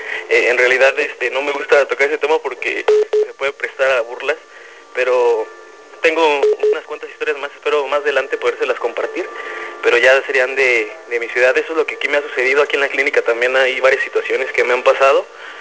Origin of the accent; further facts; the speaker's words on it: Celaya, Guanajuato, Mexico; yo soy de Celaya, Guanajuato. En enero del 2010 me mandan con mi base al Seguro Social, aquí trabajo.